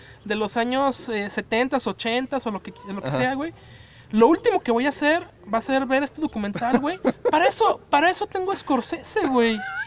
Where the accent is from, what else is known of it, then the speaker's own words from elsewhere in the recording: Mexico; para nosotros como mexicanos, güey, ves esta madre